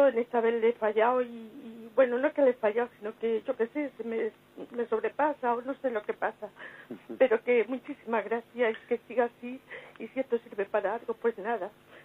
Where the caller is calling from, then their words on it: Madrid, Community of Madrid, Spain; soy de Madrid.